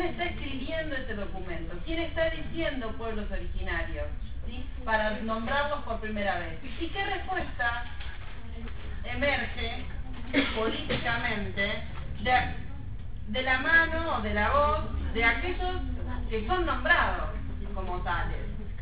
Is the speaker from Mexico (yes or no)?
no; Argentina; Así como nosotros somos argentinos, ¿sí?